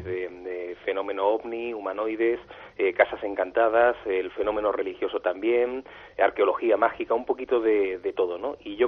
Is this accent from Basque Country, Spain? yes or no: no; Andalusia, Spain; si lo comparamos con otros puntos de España, como puede ser Andalucía, de donde yo soy